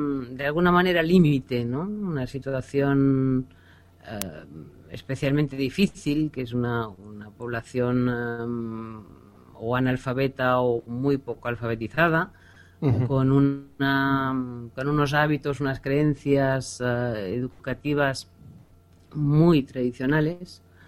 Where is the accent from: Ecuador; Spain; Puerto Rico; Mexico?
Spain; Vic, Catalonia; born there; Nací en Vic. Que la llaman la ciudad de los santos.